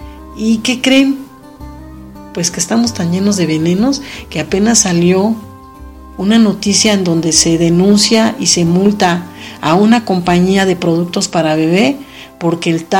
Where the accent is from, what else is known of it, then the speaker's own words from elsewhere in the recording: Mexico; Porque siendo mexicanos no sabemos muchos lo que está pasando en el país.